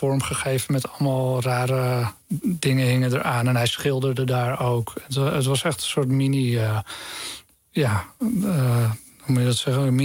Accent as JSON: {"language": "Dutch", "town": "Lelystad", "region": "Flevoland", "country": "Netherlands", "tie": "born or raised there", "said": "dat ik ben in Lelystad opgegroeid"}